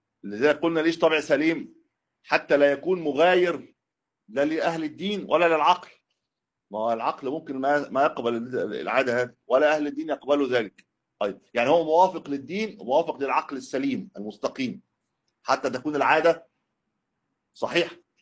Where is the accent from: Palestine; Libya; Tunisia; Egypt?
Egypt; لكن ليست عندنا في مصر يطلقون على السيارة دابة